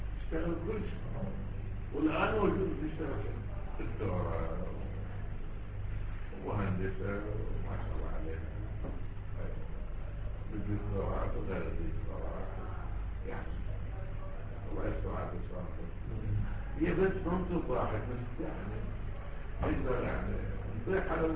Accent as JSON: {"language": "Arabic", "country": "Iraq", "said": "شوف احنا عندنا بالعراق"}